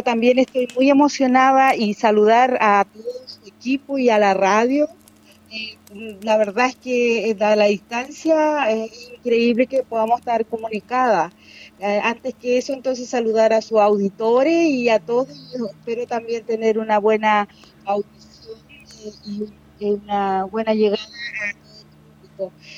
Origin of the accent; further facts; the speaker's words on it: Lumaco, Araucanía, Chile; nacida y criada desde la comunidad de Dimulco, comuna de Lumaco, novena región de Chile.